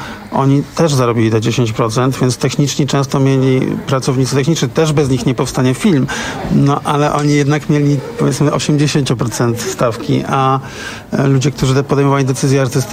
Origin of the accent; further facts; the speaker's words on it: Gdańsk, Pomeranian Voivodeship, Poland; Ja wiem, jestem z Gdańska.